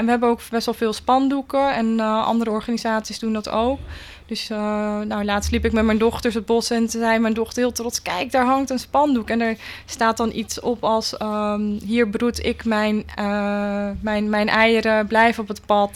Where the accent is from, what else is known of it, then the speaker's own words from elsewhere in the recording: Netherlands; Maar ik kom zelf uit de Biesbos, daar ben ik geboren en getogen.